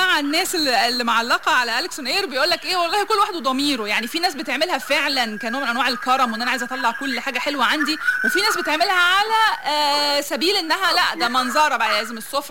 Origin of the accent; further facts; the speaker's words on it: Egypt; وده الاصل فينا احنا كشخصيه مصريه